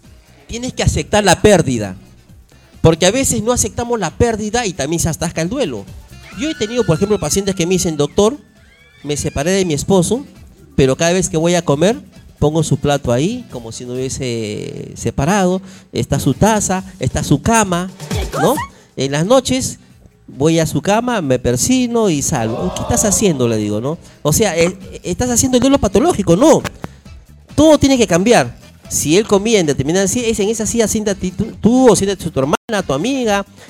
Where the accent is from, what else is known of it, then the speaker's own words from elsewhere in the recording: Callao, Peru; yo nací en el Callao, yo nací en Los Barracones, acá en Carrió Albornoz.